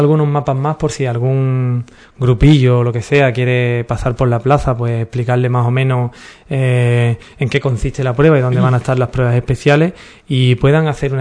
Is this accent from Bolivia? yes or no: no; Ubrique, Andalusia, Spain; nosotros somos de Ubrique y queremos que la gente venga a conocer a nuestro pueblo.